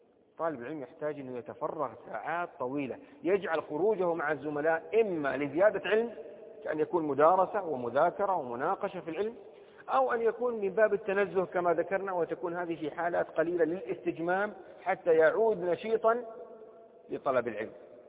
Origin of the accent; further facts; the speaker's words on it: Saudi Arabia; مثل في لهجة العامة عندنا في السعودية